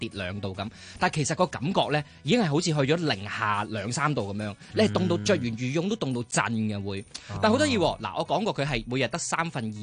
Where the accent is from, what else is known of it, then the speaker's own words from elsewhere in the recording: Hong Kong; 我哋香港人去到都系觉得好冻，好冻，好冻。